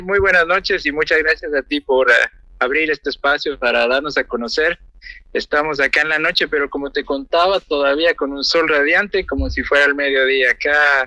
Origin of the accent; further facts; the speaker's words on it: Ecuador; moved away; yo soy de Ecuador, justamente de la mitad del mundo, ya te darás cuenta, allá no tenemos invierno para nada, no sabemos lo que es el invierno.